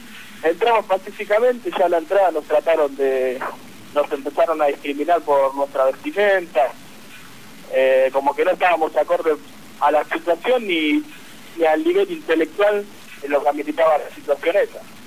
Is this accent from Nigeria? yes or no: no; Argentina; quería expresarme libremente como cualquier ciudadano, como cualquier argentino